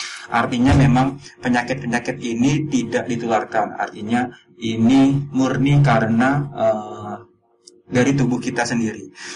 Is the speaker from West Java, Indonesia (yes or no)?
yes; Bekasi, West Java, Indonesia; now in Yogyakarta, Indonesia; Oh, kalau asal saya sebenarnya dari Bekasi.